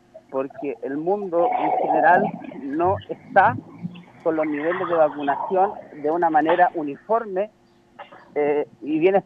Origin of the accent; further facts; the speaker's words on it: Chile; en esta etapa tan compleja que nos ha tocado vivir como chilenos